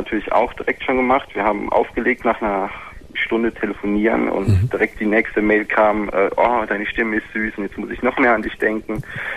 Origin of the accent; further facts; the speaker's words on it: Rhineland-Palatinate, Germany; ich komme aus dem Westerwald.